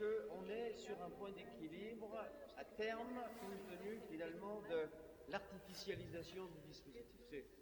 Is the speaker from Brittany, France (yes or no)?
yes; Brittany, France; Je lis l'actualité locale, je suis breton.